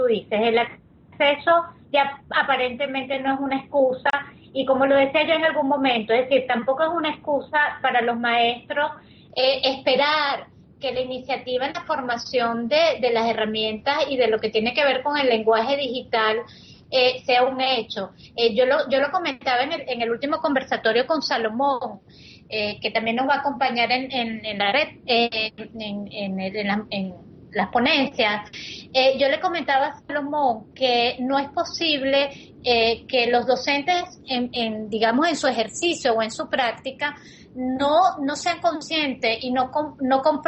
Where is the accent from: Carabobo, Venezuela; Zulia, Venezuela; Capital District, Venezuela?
Capital District, Venezuela; Caracas; yo soy caraqueña